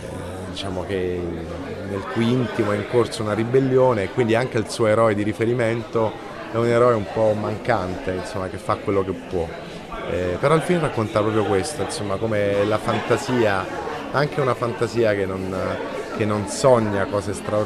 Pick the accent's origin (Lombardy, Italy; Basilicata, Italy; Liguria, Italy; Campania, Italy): Campania, Italy; Naples; è un tipo di immagine di Napoli che io da napoletano non riesco a vedere